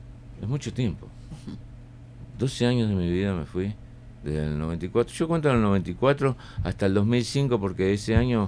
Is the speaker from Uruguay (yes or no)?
yes; Uruguay; moved away; also born or lived in Argentina; yo vengo de Argentina. Mi alcoholismo viene de allá, soy uruguayo. Pero bueno, en el exilio